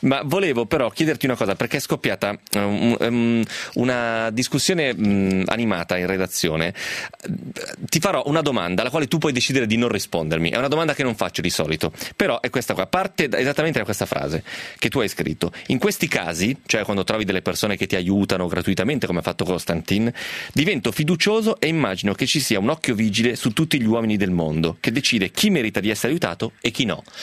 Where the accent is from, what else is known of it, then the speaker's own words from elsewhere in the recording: Romentino, Piedmont, Italy; Poi manco sono provinciale, sono proprio del paese, io sono di Romentino, figurati.